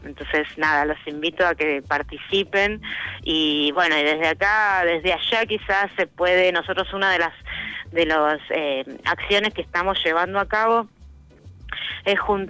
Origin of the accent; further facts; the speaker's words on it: Buenos Aires, Argentina; moved away as an adult; yo soy de Buenos Aires y vine acá, digamos, para cambiar mi vida